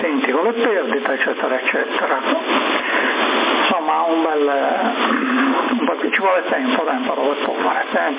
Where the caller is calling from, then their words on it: Cagliari, Sardinia, Italy; sono da Cagliari, una grande soddisfazione, la mia stazione arriva dappertutto